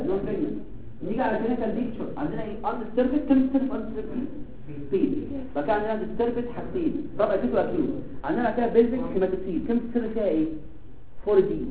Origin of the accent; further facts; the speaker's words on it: Egypt; ده اللي بيحصل عندنا في مصر